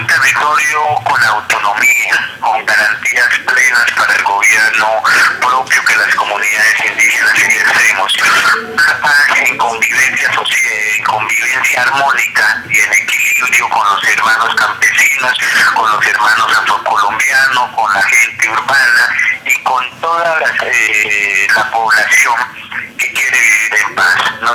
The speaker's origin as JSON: {"language": "Spanish", "country": "Colombia", "said": "los derechos que nos asiste como colombianos y colombianas nos permita vivir en condiciones dignas."}